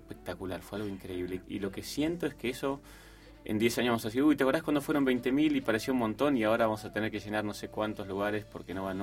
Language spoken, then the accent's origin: Spanish; Pergamino, Buenos Aires Province, Argentina; born there; Yo nací en Pergamino.